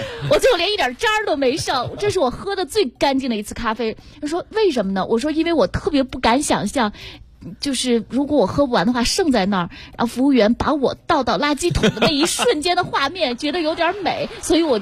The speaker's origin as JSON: {"language": "Chinese", "region": "Beijing", "country": "China", "said": "我们北京人"}